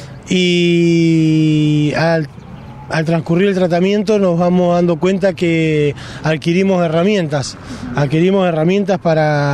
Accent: Cipolletti, Río Negro, Argentina; soy de Cipolletti, tengo 36 años, tengo 2 hijos

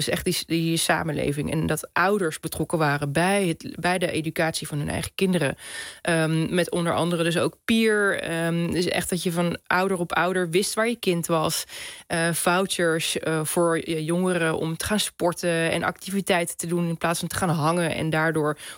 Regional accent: Netherlands; Maar ik denk dat wij dus als Nederlanders vrij weinig wandelen, maar heel veel even snel de fiets pakken.

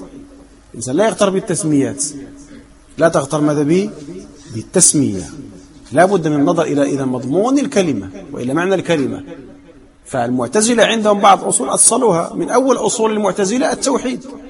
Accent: Morocco; نحن مغاربة ونطلب بالرجوع إلى ما كان عليه المغاربة منذ الفتح

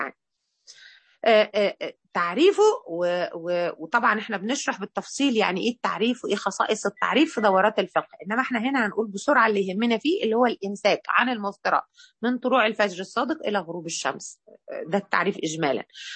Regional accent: Egypt; كده منطقة فيها إشكالية عندنا احنا في مصر، مش في كل الدول على فكرة

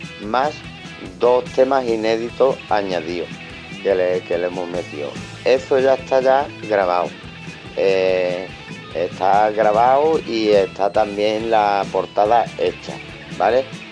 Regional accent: El Puerto de Santa María, Andalusia, Spain; somos de Cádiz, de Andalucía, del puerto de Santa María.

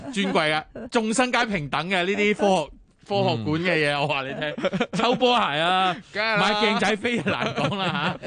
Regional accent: Hong Kong; 我哋都系香港人啊

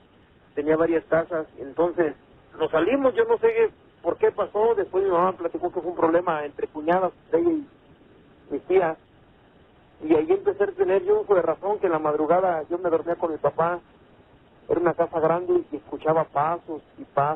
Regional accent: León, Guanajuato, Mexico; yo soy de ahí, de León, Guanajuato.

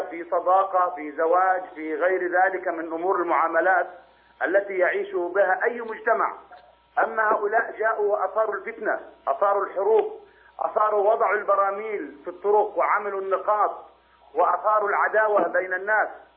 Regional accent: Yemen; والواقع عندنا في اليمن يدل على هذا، إن

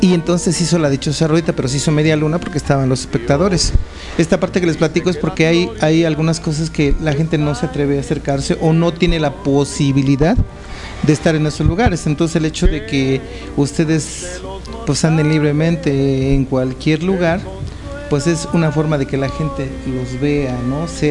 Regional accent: Mexico; los latinos y los mexicanos somos guerreros

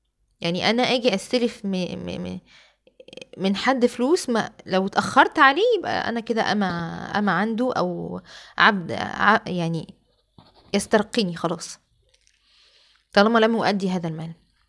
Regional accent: Alexandria, Alexandria Governorate, Egypt; مسارح رومانية عندنا في الإسكندرية

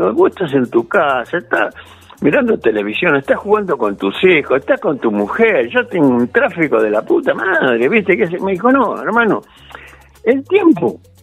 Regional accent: Argentina; Como buen argentino, llegué, sí.

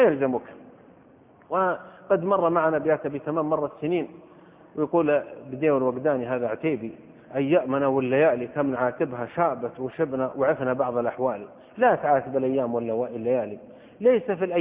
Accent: Saudi Arabia; وحضرت من السعودية مع 10 من طلبة العلم

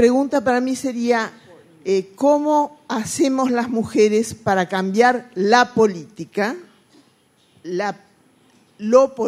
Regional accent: Argentina; from de Argentina. Voy a hablar en español.

